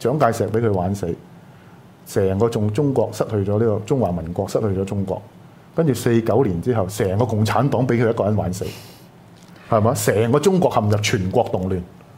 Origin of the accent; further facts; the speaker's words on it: Hong Kong; 我哋香港人咁天真咁幼稚